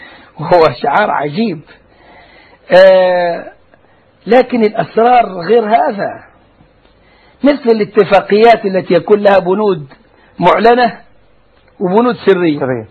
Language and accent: Arabic; Egypt; يعني مثلا عندنا في مصر ثورة قامت